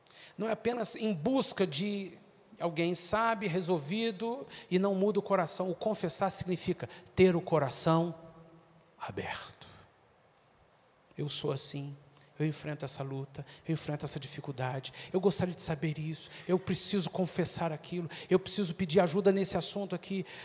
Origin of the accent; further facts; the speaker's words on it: Minas Gerais, Brazil; Se eu fosse baiano, seria mais fácil. Mas eu sou mineiro. Mineiro é muito desconfiado.